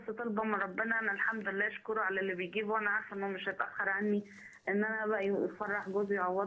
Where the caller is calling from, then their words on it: Faiyum, Faiyum Governorate, Egypt; من الفيوم.